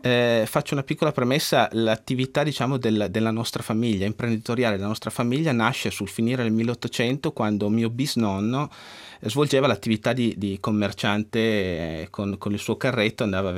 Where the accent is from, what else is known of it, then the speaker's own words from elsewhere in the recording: Alba, Piedmont, Italy; Noi siamo di Alba, che alla fine è un piccolo paese.